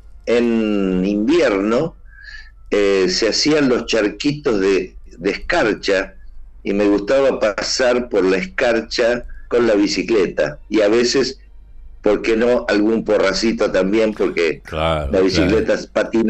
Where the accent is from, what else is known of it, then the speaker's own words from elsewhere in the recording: Córdoba, Argentina; now in Berazategui, Argentina; De hecho, cuando vinimos de Córdoba, primeramente vine con ella solamente. Y aquí estuvimos, aquí en Berazategui, donde sigo viviendo.